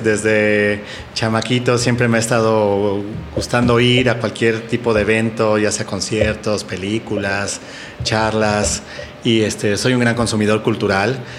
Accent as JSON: {"language": "Spanish", "town": "Coyoacán", "region": "Mexico City", "country": "Mexico", "tie": "born or raised there", "said": "Yo mi infancia la crecí en Coyoacán."}